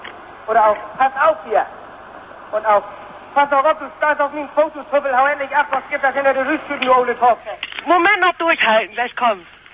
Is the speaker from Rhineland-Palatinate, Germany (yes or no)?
no; Bremervörde, Lower Saxony, Germany; Nee, ich bin aus Bremervörde.